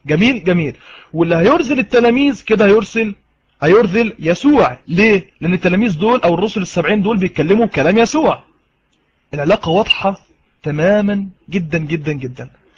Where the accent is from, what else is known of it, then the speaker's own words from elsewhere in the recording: Egypt; انا مصري وهو مصري